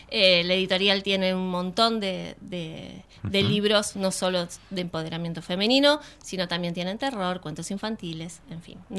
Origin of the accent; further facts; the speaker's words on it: Buenos Aires Province, Argentina; Y tenés de Jujuy, de Provincia de Buenos Aires, que estoy yo, de Capital Federal.